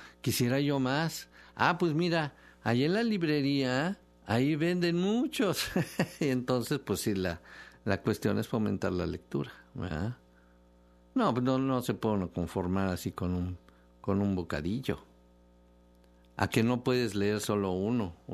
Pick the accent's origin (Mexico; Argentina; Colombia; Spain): Mexico; A ver, ¿qué vamos a hacer nosotros como mexicanos, no?